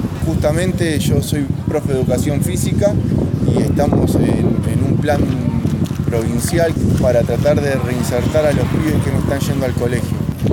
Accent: Ensenada, Buenos Aires Province, Argentina; soy de Ensenada

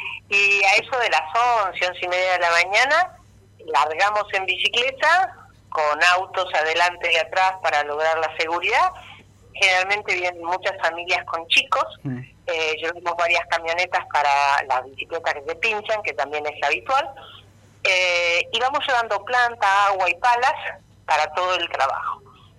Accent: Argentina; como somos los argentinos.

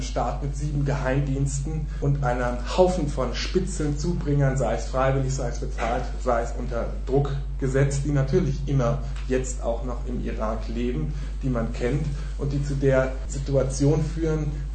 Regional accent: Germany; die ja zumindest, wo ich herkomme in Deutschland, die Leute tendieren auch immer gerne dazu

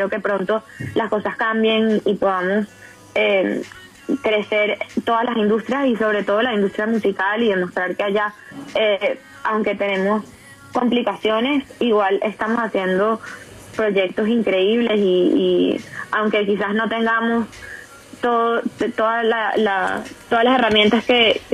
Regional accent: Venezuela; now in Miami, United States; yo soy muy playera, porque obviamente soy venezolana y tengo como esa sangre del Caribe.

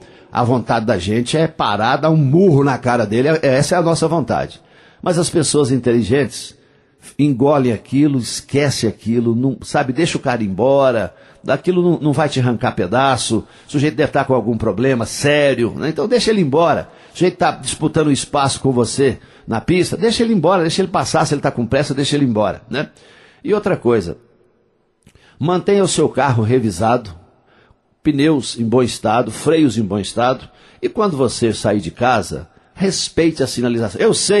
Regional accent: Coromandel, Minas Gerais, Brazil; lá na minha terra, lá em Coromandel.

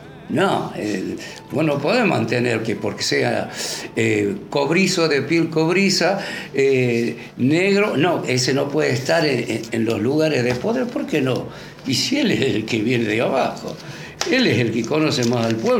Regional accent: Argentina; yo, como ciudadano argentino, lo veo en mi país en un avance en cuanto a lo social

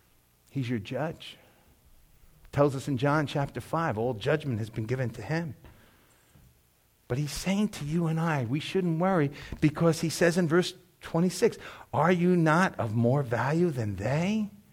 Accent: New York, United States; I was a hood kid, man. Right across the street was Moffett Gardens. I grew up on St. Joseph Avenue.

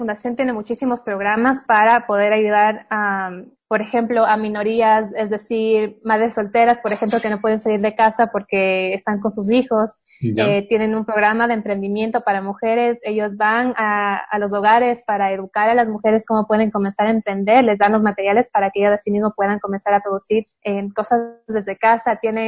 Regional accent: Ecuador; Para mí como cineasta y como ecuatoriana es muy importante poder enseñar un poco de lo que es el Ecuador en el exterior.

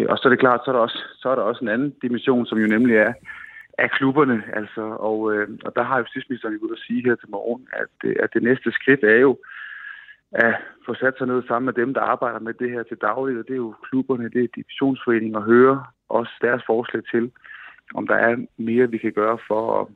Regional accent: Svendborg, Region of Southern Denmark, Denmark; Jeg er fra Svendborg.

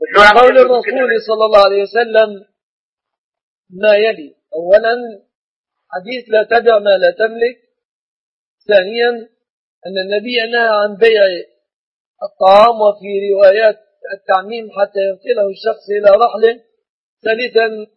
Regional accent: Egypt; وأسأل الله أن يحفظ بلادنا مصر وسائر بلاد المسلمين من كل مكروه ومن كل سوء

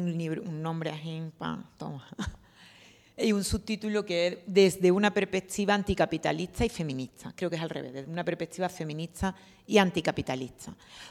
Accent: Seville, Andalusia, Spain; vengo de Sevilla.

